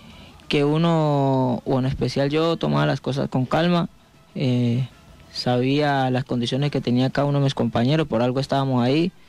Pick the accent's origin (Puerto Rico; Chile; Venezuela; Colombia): Colombia; Palmira, Valle del Cauca; now in Argentina; Yo soy de Palmira, Valle. Es una ciudad que queda cerca de Cali, nos separa un río más que nada, entonces soy de ahí.